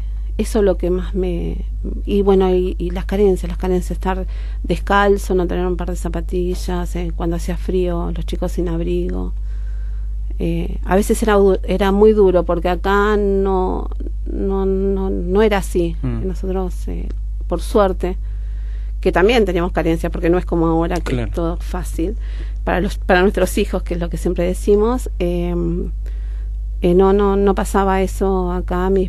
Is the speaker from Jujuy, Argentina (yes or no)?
no; Buenos Aires, Argentina; also born or lived in Monteros, Tucumán; familia es de Río Seco, de un pueblito muy chiquito que está en la zona sur de Tucumán. Ajá. Nosotros vinimos para Buenos Aires cuando yo tenía 2 años.